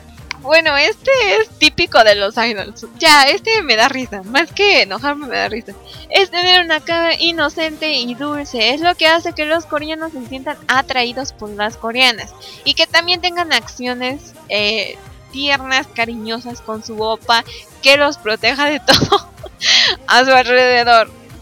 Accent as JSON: {"language": "Spanish", "country": "Mexico", "said": "no, soy mexicana, muchachos. No. Tampoco hay que hacerle feo a nuestra nacionalidad, oigan."}